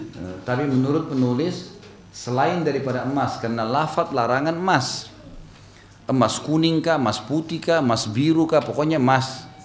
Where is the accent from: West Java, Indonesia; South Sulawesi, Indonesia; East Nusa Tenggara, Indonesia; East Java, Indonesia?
South Sulawesi, Indonesia; born there